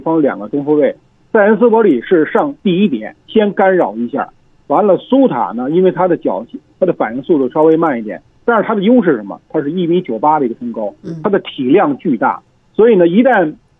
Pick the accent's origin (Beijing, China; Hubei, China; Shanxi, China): Beijing, China; 我也是北京人，我也是支持北京国安队的。